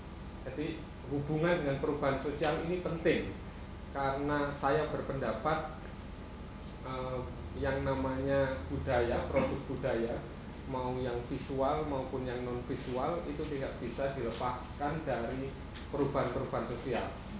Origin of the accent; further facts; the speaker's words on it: Yogyakarta, Special Region of Yogyakarta, Indonesia; saya dari Yogyakarta, saya bekerja di Puntika Transportasi Center